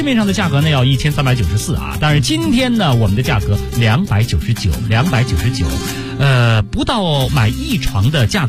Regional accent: Beijing, China

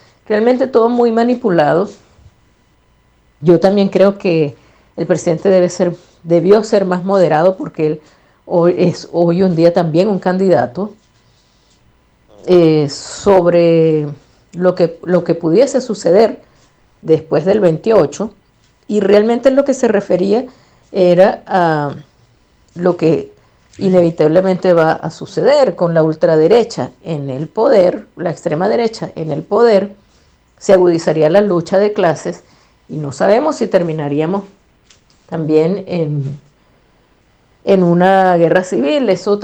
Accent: Venezuela; nosotros como venezolanos y venezolanas aspiramos a eso

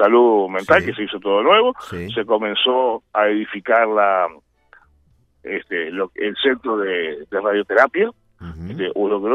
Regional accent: San Carlos, Maldonado, Uruguay; born there; yo en estos momentos estoy sentado en San Carlos. Uh-huh. Estoy en San Carlos. Yo sí, nací en San Carlos. Uh-huh. Nací en San Carlos cuando la situación era al revés.

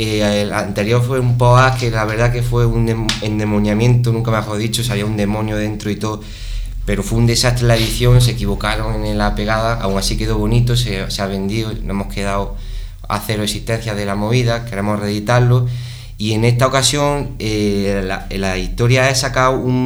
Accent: Úbeda, Andalusia, Spain; venimos de Úbeda, un pueblo considerado como ciudad de Semana Santa.

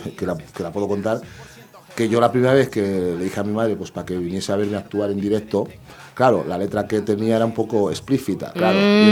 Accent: Madrid, Community of Madrid, Spain; yo recuerdo porque yo vengo de Madrid, ¿sí?

